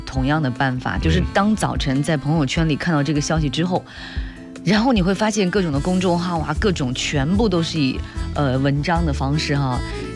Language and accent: Chinese; China; 虽然我们中国人很含蓄